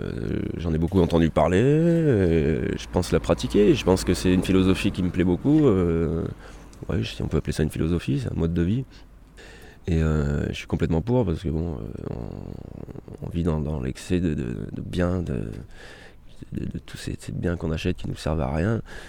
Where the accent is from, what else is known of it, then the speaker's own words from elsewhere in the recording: Auvergne-Rhône-Alpes, France; Alors je suis auvergnat, hein.